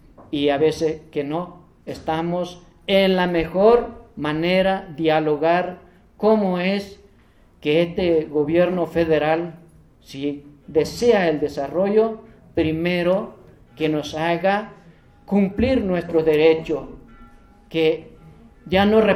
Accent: Chiapas, Mexico; yo fui de Chiapas y me siento, soy chiapaneco. Yo me siento en mi casa ahora que estoy.

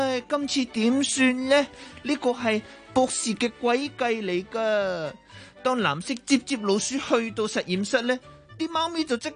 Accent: Japan; Cantonese is a second language; 各位老师，各位同学，大家好，我是来自日本的

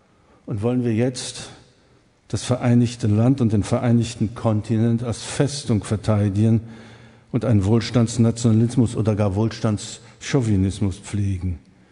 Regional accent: East Germany, Germany; ich darf das als Ossi sagen

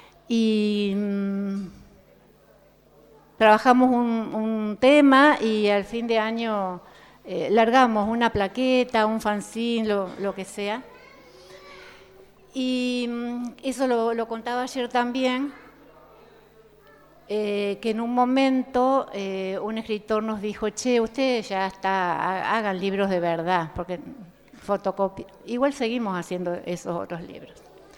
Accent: San Francisco, Córdoba, Argentina; 4 somos mujeres de San Francisco

